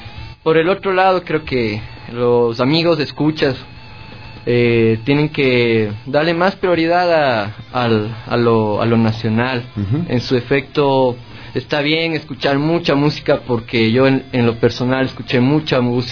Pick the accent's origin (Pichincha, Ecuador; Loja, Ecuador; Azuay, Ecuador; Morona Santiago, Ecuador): Azuay, Ecuador; Cuenca; Pero no, cuencano de cepa y a mucha honra.